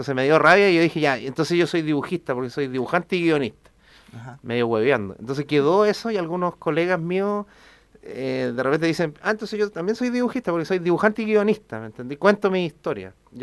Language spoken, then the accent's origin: Spanish; San Miguel, Santiago Metropolitan, Chile; Soy de originario de San Miguel. Ajá. Nací en el Barros Luco, como corresponde.